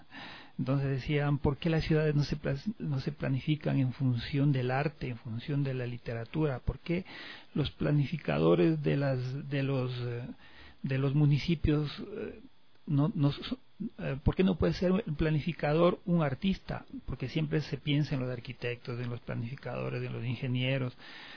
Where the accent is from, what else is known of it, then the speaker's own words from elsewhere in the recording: Riobamba, Chimborazo, Ecuador; yo soy del barrio del Vergel, un barrio muy tradicional de la ciudad de Riobamba, un barrio donde crecimos en la cancha de fútbol y en las esquinas guitarreando.